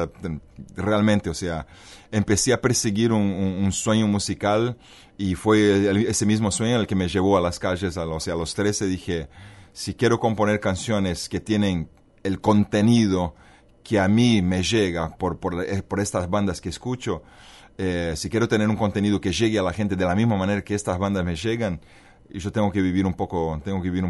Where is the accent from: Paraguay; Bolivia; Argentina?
Bolivia; born there; also born or lived in Brazil; yo nací en Bolivia, viví en Brasil, entonces tuve la oportunidad de entender culturas tan diferentes a la vez.